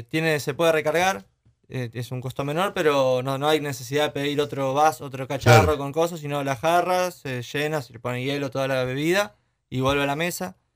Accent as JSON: {"language": "Spanish", "region": "Santa Fe", "country": "Argentina", "said": "Yo ya hace 4 años que estoy en Navarra, soy de Santa Fe, no soy de acá de La Plata"}